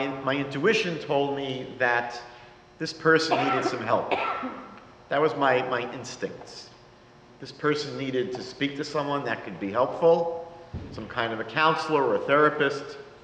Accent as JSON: {"language": "English", "region": "New York", "country": "United States", "accent": "New York", "lives_now": "Toronto, Canada", "said": "I moved to Toronto about 22 years ago. You can tell from my accent from New York."}